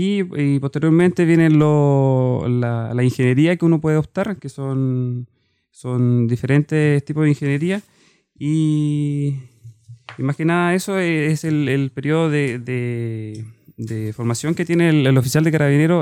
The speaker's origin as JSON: {"language": "Spanish", "town": "Santiago", "region": "Santiago Metropolitan Region", "country": "Chile", "tie": "born or raised there", "said": "Yo soy oriundo de Santiago"}